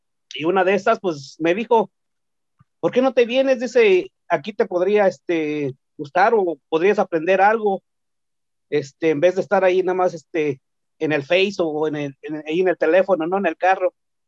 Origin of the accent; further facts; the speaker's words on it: Oaxaca, Mexico; Spanish is a second language; soy del estado de Oaxaca, para los que no lo sabían. Y pues el español lo aprendí en la escuela, no lo hablo muy perfecto. Lo que hablo un poquito es más de dialecto, pero también se me está olvidando un poquito. Y hablo un poquito también de inglés